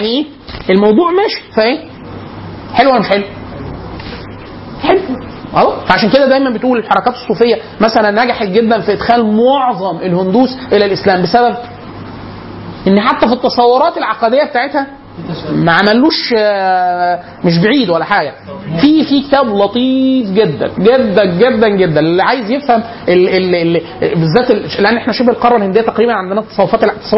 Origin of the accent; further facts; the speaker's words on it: Upper Egypt, Egypt; انا عشان من الصعيد في مناطق، في عندنا مسجد كبير